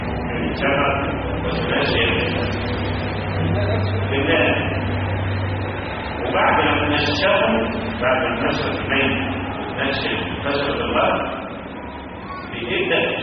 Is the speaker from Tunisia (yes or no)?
no; Egypt; طب المشهور عندنا في مصر أنه لا يرفعون إلا في التكبيرة الأولى